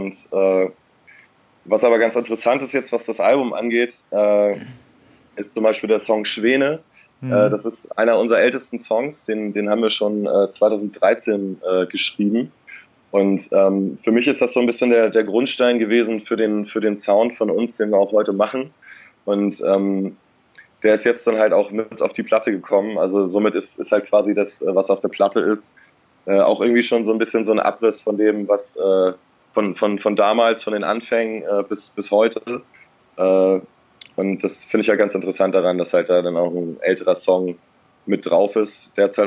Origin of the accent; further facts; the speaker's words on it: Eckernförde, Schleswig-Holstein, Germany; also born or lived in Kiel; now in Berlin, Germany; Aus Schleswig-Holstein, aus dem kleinen, beschaulichen Eckernförde. Kleiner Kurort direkt an der Ostsee. Und ja, von da aus erstmal in die große Stadt nach Kiel und dann weiter nach Berlin gezogen.